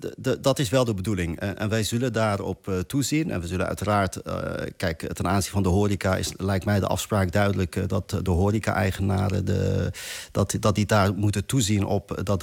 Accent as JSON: {"language": "Dutch", "country": "Netherlands", "said": "ik denk dat we dat ook gewoon als Nederlanders gewoon met z'n allen echt nodig hebben."}